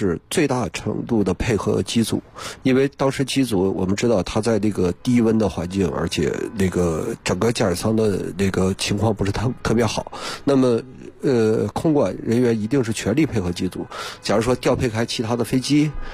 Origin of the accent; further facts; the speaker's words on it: Harbin, Heilongjiang, China; 我是哈尔滨人